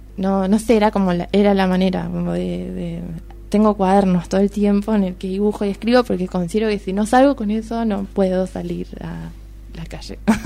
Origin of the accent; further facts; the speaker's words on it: Punta Alta, Buenos Aires Province, Argentina; Y justo hoy fui a mi casa, yo soy de Punta Alta, y fui a la pieza que era mía